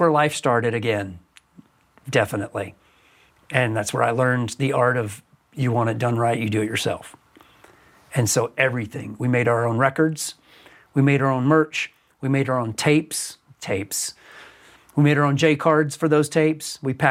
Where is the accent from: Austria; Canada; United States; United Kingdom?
United States; the South; we were a melting pot growing up in the South in the 70s and 80s